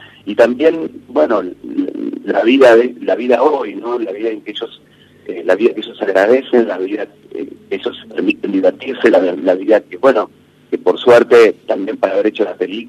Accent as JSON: {"language": "Spanish", "town": "Carmen de Patagones", "region": "Buenos Aires Province", "country": "Argentina", "tie": "born or raised there", "said": "los 3 somos oriundos de Rodrigo de Viedma y Pablo y yo de Patagones."}